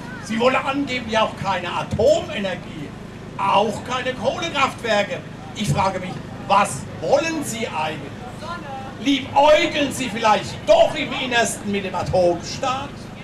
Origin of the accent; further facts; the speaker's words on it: Rhineland-Palatinate, Germany; schwöre ich als Pfälzer nicht auf Braunkohlestrom auf der Lausitz oder dem Aachener Revier